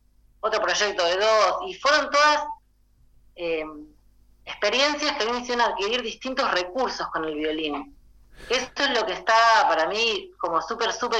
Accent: Rosario, Santa Fe, Argentina; Yo soy de Rosario, sí, toco violín

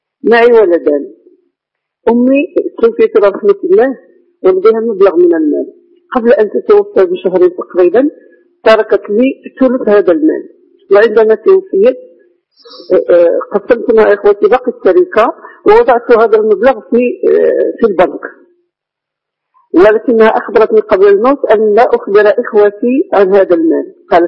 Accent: Morocco; انا ارمله من المغرب

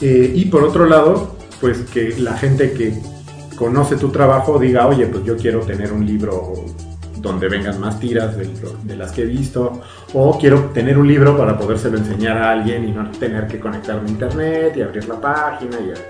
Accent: Mexico; Porque hablamos de tacos y de cosas que nos pasan a nosotros, que somos mexicanos, que vivimos en México

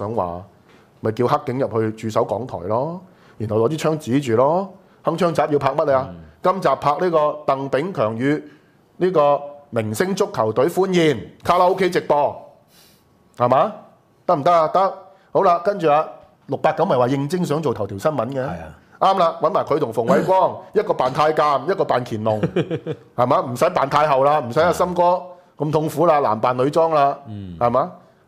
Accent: Hong Kong; 其實我哋嘅驕傲嚟嘅，香港人，我哋作為

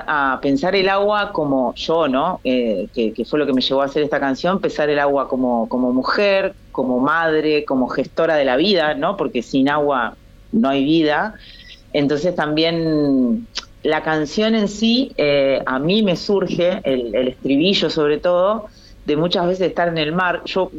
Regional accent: Guatimosín, Córdoba, Argentina; Estoy en Córdoba, sí, en la provincia de Córdoba, en un pueblito que es mi pueblo natal, que sí. Se llama Guatimosín, bien al sur de la provincia de Córdoba.

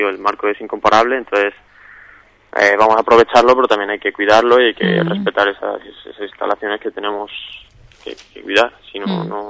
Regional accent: Valladolid, Castile and León, Spain; now in Seville, Spain; no soy de aquí, soy de Valladolid, soy estudiante de Valladolid que está en Sevilla estudiando

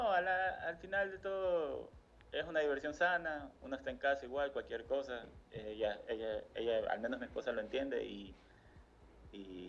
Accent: Guayaquil, Guayas, Ecuador; De la zona donde yo soy, que es de Guayaquil, guayaquileño que no come encebollado no es guayaquileño

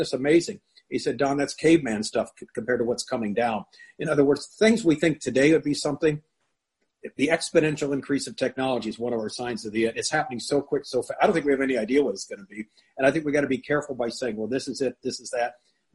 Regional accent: California, United States; a bunch of us from our old school, I'm from Southern California, Tustin High, Foothill High in Orange County

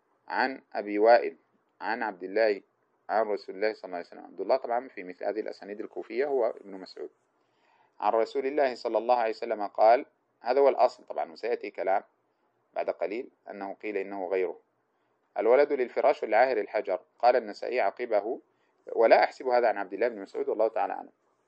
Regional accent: Sudan; والذي يقال له عندنا في السودان خطأ

